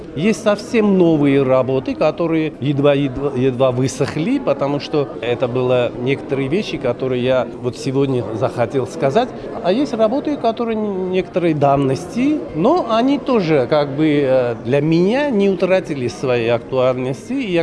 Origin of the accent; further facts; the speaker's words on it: Karabakh, Azerbaijan; привести в Карабах, на мою родину, потому что я тоже из Карабаха